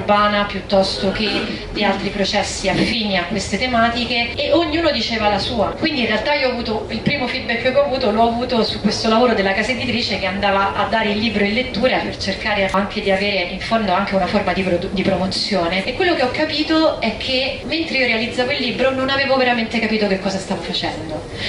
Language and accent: Italian; Rome, Lazio, Italy; Io che sono di Roma